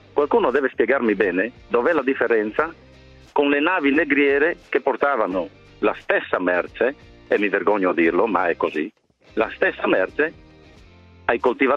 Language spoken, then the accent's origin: Italian; Friuli-Venezia Giulia, Italy; da buon friulano come Corona.